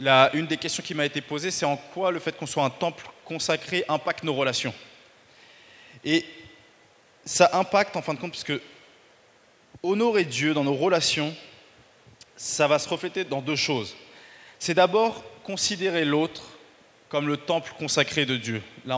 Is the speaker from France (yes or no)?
yes; France; je suis un vrai Français